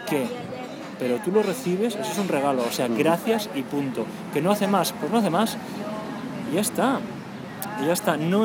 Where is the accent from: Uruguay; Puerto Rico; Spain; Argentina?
Spain; Catalonia; ¿Te acuerdas que soy catalán?